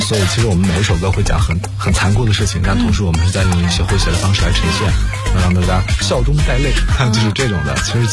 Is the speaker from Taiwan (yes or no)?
no; North China, China; 其实我是北方人，从北方长大